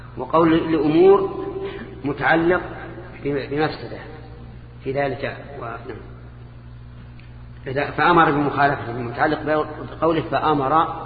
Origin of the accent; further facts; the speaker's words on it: Saudi Arabia; الآن حتى عندنا في السعودية.